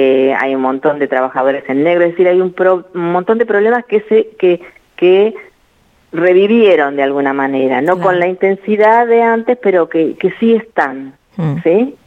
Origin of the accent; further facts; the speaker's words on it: Argentina; now in Germany; Es inquietante verse como argentino, eso quiero decir.